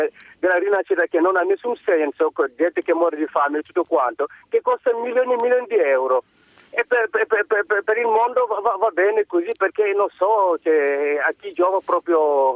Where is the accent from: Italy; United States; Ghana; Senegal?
Senegal; Io sono del Senegal.